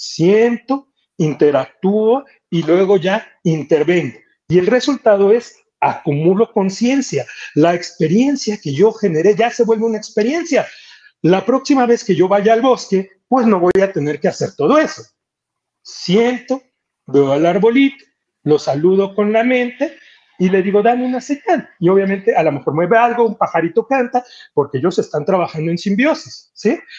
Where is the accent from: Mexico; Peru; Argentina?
Mexico; O sea, bueno, pues somos mexicanos, así nos decimos, ¿no?